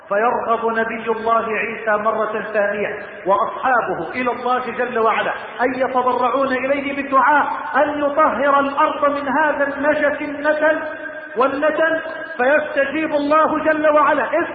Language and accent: Arabic; Egypt; اللهم لا تحرم بلدنا مصر من الأمن والأمان،